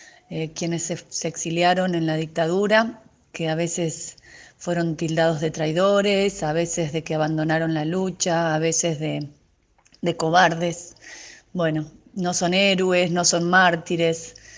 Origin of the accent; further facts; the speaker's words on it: Mexico City, Mexico; en abril del año 77 nací yo, en un hospital del Distrito Federal, donde mis papás se instalaron muy de a poco, con mucha ayuda y con otros argentinos que vivían allá.